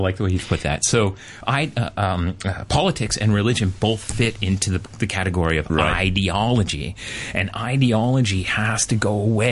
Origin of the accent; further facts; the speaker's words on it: Canada; I grew up as a British subject, right? I was a Canadian, and so in school, sang the national anthem.